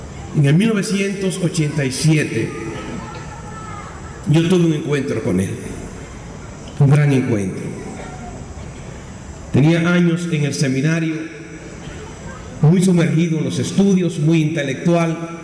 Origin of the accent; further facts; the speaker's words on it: Dominican Republic; Hace unos días atrás, en mi país, el día 8, el lunes pasado, la arquidiócesis de Santo Domingo, a la que pertenezco, hacía clausura de un año jubilar